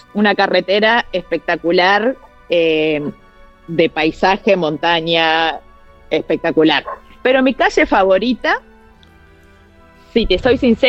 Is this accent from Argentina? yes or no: no; Cardona, Soriano, Uruguay; also born or lived in Montevideo; Yo nací en Montevideo, pero me crié en un pueblito que se llama Cardona, que es un pueblito pequeño, que queda en el departamento de Soriano, en Uruguay.